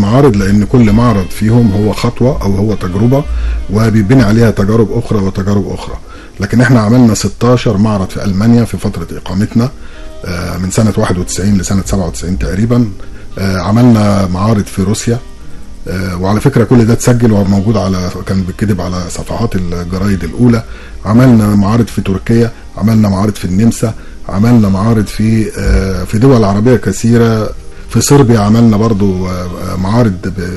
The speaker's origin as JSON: {"language": "Arabic", "country": "Egypt", "lives_now": "Germany", "said": "يعني ما اقول ان انا مصري يبقى صورتي مشرفه"}